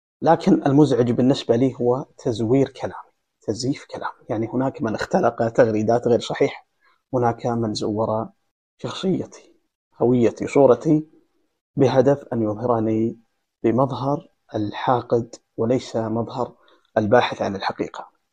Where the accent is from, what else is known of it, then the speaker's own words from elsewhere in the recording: Saudi Arabia; هل أنا كمواطن سعودي في هذا العصر